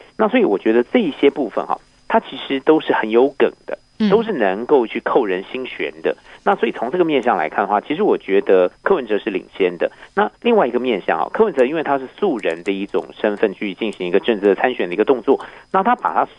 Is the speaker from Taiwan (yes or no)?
yes; Taiwan; 我们台湾话说板谁就是板式